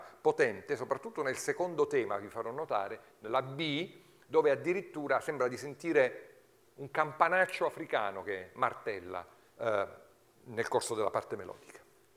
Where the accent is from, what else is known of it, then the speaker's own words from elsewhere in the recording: Abruzzo, Italy; questo pianista che non a caso è abruzzese come il vostro conferenziere